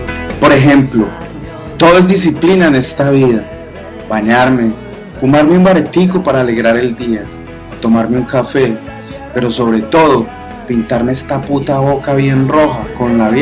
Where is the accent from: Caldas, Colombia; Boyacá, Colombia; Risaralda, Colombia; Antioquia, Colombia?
Antioquia, Colombia; Medellín; Pues da pena decirlo porque yo soy paisa, nacido y crecido en la ciudad de la eterna primavera, pero las cosas hay que decirlas. Medellín es la ciudad.